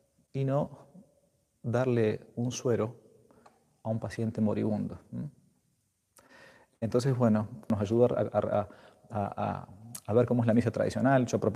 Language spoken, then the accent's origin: Spanish; Argentina; Ahora que en mi país poco a poco se va ablandando la cosa, todavía los templos en Argentina no están abiertos para la misa pública